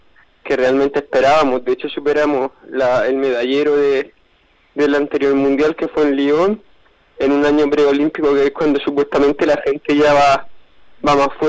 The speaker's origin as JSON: {"language": "Spanish", "region": "Region of Murcia", "country": "Spain", "said": "venir a mi tierra, venir a mi provincia, a Murcia."}